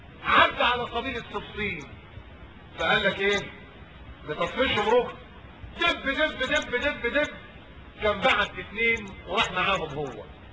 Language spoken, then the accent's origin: Arabic; Upper Egypt, Egypt; لا ما كناش بناخد الدار زي عندنا في الصعيد كده